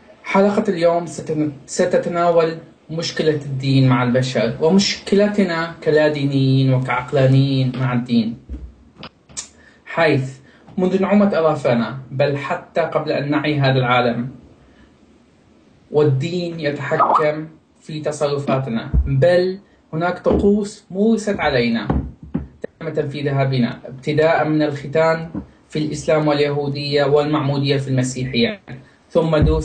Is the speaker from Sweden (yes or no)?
yes; Sweden; من السويد. أهلا وسهلا بالجميع.